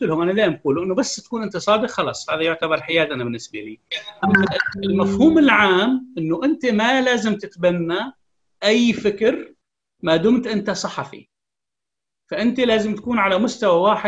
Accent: Syria; لا تحث على زيادة الشرخ في المجتمع السوري إذا كنا كسوريين

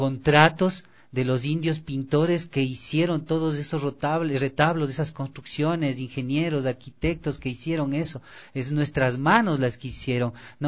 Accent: Quito, Pichincha, Ecuador; los racistas que somos los quiteños

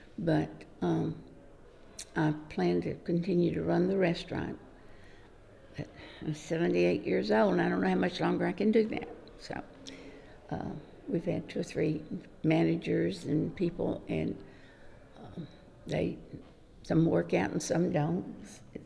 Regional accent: Dixon, Tennessee, United States; I'm from Dixon, Tennessee, which is about 30, 40 miles west of Nashville. And I was born and raised there and had lived there until I got married to my high school sweetheart.

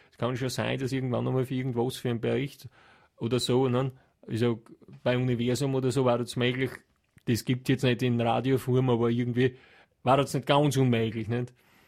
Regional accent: Hieflau, Styria, Austria; ich komme ja von Land, ich komme aus der Steiermark, aus der Gegend von Hieflau, Knittelfeld, Gesäuse. Dachstein West, die Region. Und dort hat jeder ein eigenes Haus und einen Garten fast.

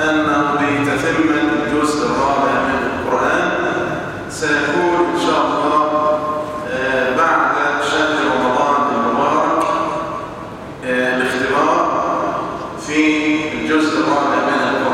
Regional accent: Egypt; وأسأل ربي أن يجعل بلدنا مصر أمنا أمانا

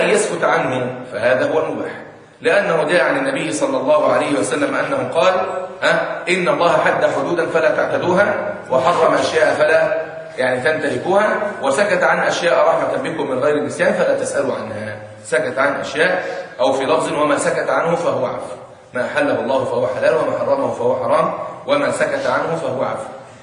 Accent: Egypt; يعني عندنا في مصر مثلا 10 سنين لسه ما بلغش

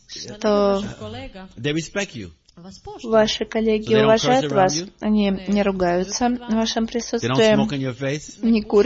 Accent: Sarajevo, Bosnia & Herzegovina; я сама из Сараево

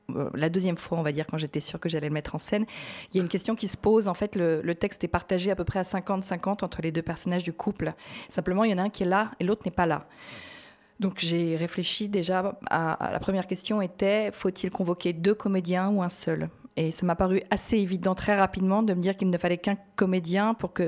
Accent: France; moved away; Je suis partie de France il y a 3 ans à l'époque.

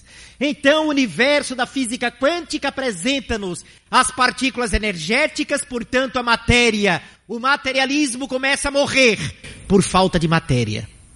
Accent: Cabo de Santo Agostinho, Pernambuco, Brazil; Eu sou da cidade do Cabo de Santo Agostinho, que fica hoje a simplesmente 20 minutos com o trânsito tranquilo num dia de domingo.

